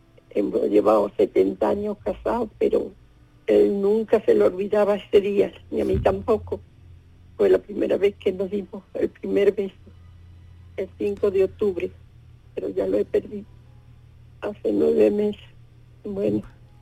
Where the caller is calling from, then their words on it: Seville, Andalusia, Spain; de Sevilla